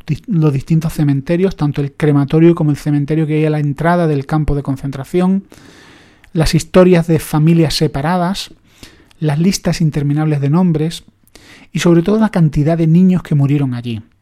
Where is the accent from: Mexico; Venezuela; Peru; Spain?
Spain; Andalusia; Yo que soy andaluz y subo ya de...